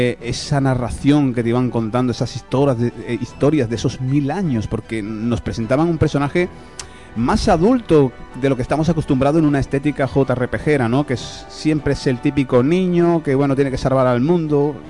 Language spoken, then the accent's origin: Spanish; Andalusia, Spain; accent: Andalusian; Porque, bueno, somos de Andalucía. Es cierto que a lo mejor yo hablo más finolis de la cuenta